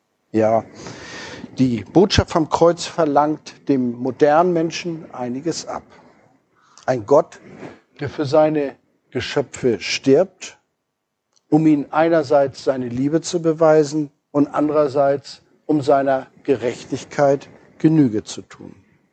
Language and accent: German; Hamburg, Germany; wenn man so als Hamburger hierher kommt und eine Wiese von Lila sieht.